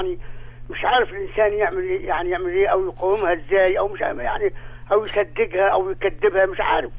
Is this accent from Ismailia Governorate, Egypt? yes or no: yes; Ismailia, Ismailia Governorate, Egypt; من الاسماعيليه.